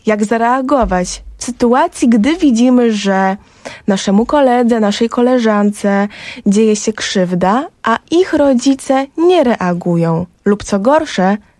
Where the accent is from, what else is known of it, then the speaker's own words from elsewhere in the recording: Silesian Voivodeship, Poland; O, widzisz, ja też pochodzę ze Śląska.